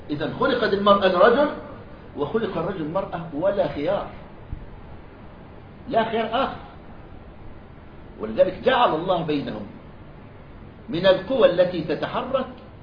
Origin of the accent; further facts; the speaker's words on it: Egypt; قالها كبير النصارى عندنا في مصر،